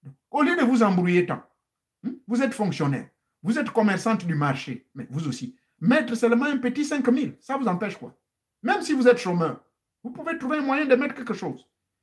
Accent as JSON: {"language": "French", "country": "Gabon", "said": "chez nous au Gabon"}